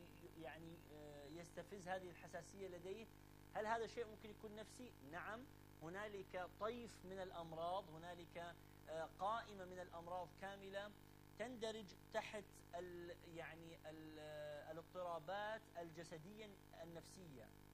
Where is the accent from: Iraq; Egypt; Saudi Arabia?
Iraq; Mosul, Nineveh; بس أنا من الموصل، يعني هذه الحقيقة